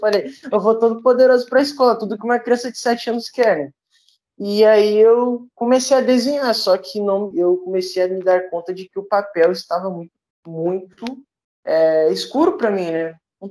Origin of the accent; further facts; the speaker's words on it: Duque de Caxias, Rio de Janeiro, Brazil; É, eu sou aqui da Baixada Fluminense, Duque de Caxias, né?